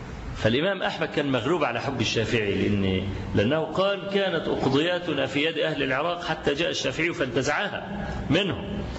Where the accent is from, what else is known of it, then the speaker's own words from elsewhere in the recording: Egypt; وأنا ما بقولش الكلام ده لأن أنا مصري